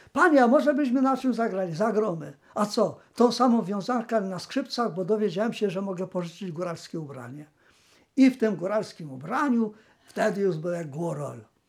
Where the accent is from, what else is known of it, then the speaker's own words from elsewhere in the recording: Poronin, Lesser Poland, Poland; born there; Urodziłem się w Poroninie w 1926 roku na wiosnę. W góralskiej chałupie, nie będąc góralem, ale przybyszem.